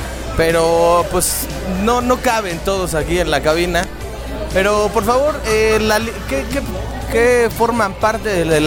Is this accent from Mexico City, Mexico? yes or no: yes; Iztapalapa, Mexico City, Mexico; yo soy de Iztapalapa, pero también está retirado.